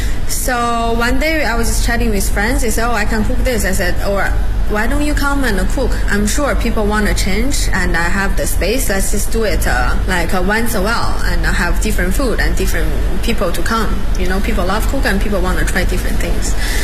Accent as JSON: {"language": "English", "region": "Beijing", "country": "China", "said": "I live in Hutong like for 10 years. And I'm from Beijing. That's part of my life, my culture."}